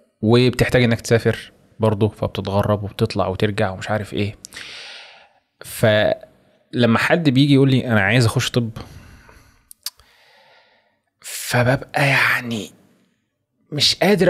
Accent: Egypt; انا بصراحة عندي مشكلة كبيرة جدا في المجال الطب عندنا في مصر عامة يعني

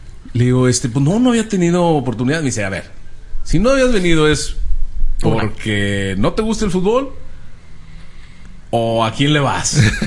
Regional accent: Monterrey, Nuevo León, Mexico; les digo que soy mexicano. Ah, ¿de dónde? No, de Monterrey.

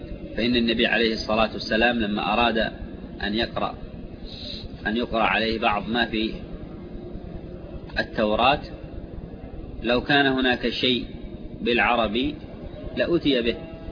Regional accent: Yemen; من لغات العرب الحميرية التي فيها فروع كلغات أهل المهرة عندنا في اليمن

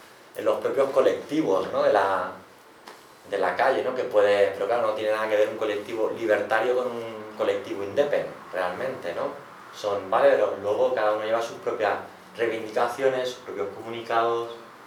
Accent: Barcelona, Catalonia, Spain; Digo, no, yo soy de Barcelona y tal

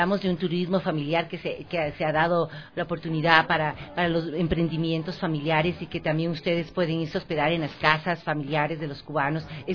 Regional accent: Ecuador; nosotros como pueblo ecuatoriano tenemos que agradecer al pueblo cubano por toda esa generosidad

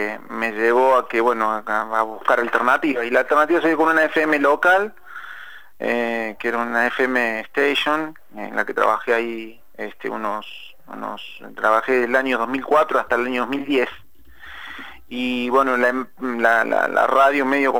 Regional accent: Alta Gracia, Córdoba, Argentina; como yo estudié en Córdoba, yo soy obviamente nacido en Altagracia, soy de Córdoba, estudié allí en la provincia de Córdoba, me recibí como periodista allí en Córdoba

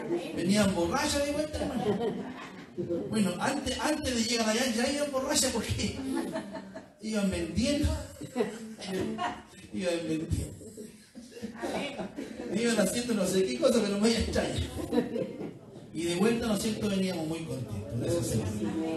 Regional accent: Chile; el problema somos los chilenos que siempre andamos con rodeos y buscando por aquí para no herir

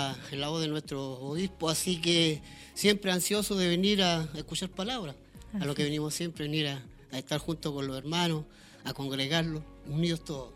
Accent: Chillán, Ñuble, Chile; soy de acá de Chillán, pero yo me congrego en Coihueco.

